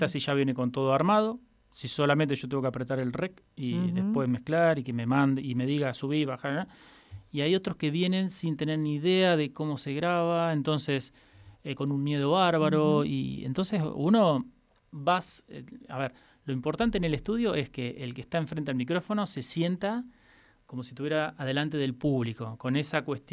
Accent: Santa Rosa, La Pampa, Argentina; soy una persona que nací en Santa Rosa, uh-huh. y viví toda mi vida en Santa Rosa, nunca me fui, no es que tuve un rato en cada lado

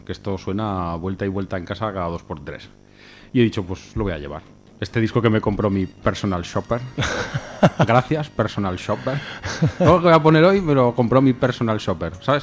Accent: Spain; Y yo soy español.

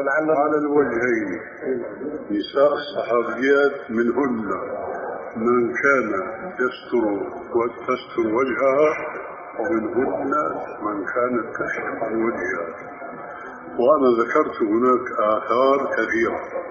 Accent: Syria; وبيقولوا عندنا في الشام عبارة مأخوذة من حديث صحيح كتلة الشد بيرخي

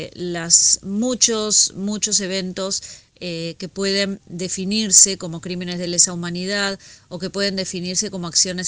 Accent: Argentina; nosotros como sociedad argentina

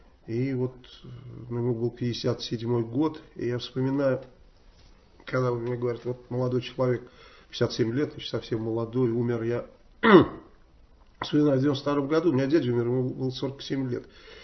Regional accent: Saratov, Saratov Oblast, Russia; Как у нас в Саратове я кому-то подарил

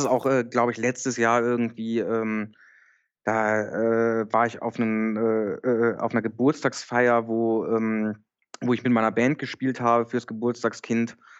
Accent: North Rhine-Westphalia, Germany; Ich komme nicht aus Düsseldorf, ich komme genau dazwischen sozusagen.

